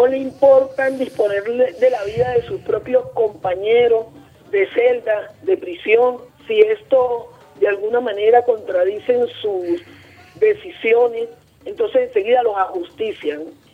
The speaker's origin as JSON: {"language": "Spanish", "country": "Venezuela", "said": "de verdad que es lo que uno debe sentir como venezolano"}